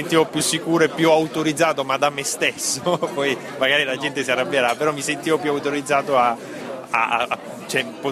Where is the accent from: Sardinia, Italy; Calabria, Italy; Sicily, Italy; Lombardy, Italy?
Sicily, Italy; Palermo; essendo palermitano, forse ho meno paure nel farlo